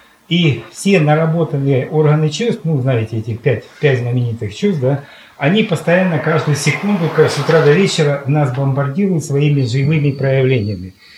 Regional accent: Luhansk, Luhansk Oblast, Ukraine; Я сам с Луганска

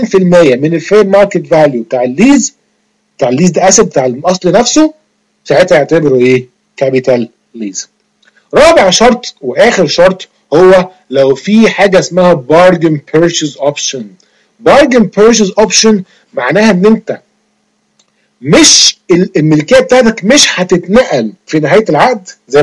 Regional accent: Egypt; زي ما بنقول كده عندنا في مصر

